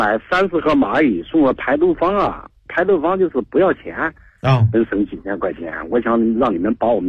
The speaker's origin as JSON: {"language": "Chinese", "region": "southern China", "country": "China", "lives_now": "Beijing, China", "said": "实际上我是南方人，因为自己身体不好，孩子也不放心，就都把我接过来了。"}